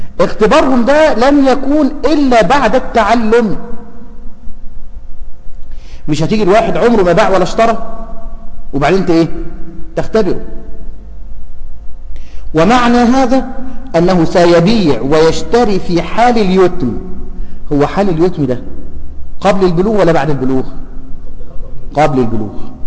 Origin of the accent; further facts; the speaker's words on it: Egypt; الفصال عندنا في مصر